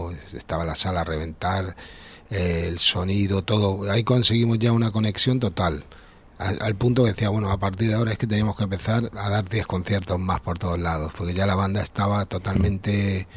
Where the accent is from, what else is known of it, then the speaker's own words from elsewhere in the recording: Argentina; also born or lived in Madrid, Spain / Venezuela / United States; now in Ibiza, Spain; yo nací en Madrid y de pequeño me llevaron a Latinoamérica, ¿no? A Argentina, y después viví en Venezuela, pero... Ya te digo, viví en Mar del Plata, Buenos Aires, en Caracas, he vivido en Nashville, en Los Ángeles